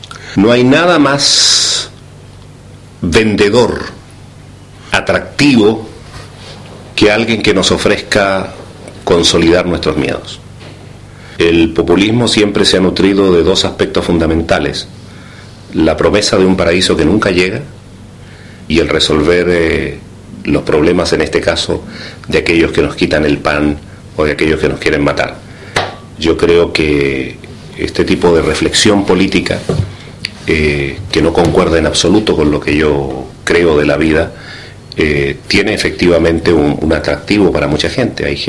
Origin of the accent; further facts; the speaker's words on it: Chile; Lo digo como chileno, también como ciudadano agradecido de América Latina